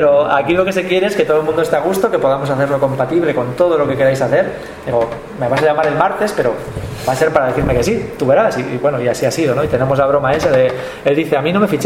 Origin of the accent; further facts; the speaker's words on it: Galicia, Spain; Ya el 50% ya somos gallegos, ¿no?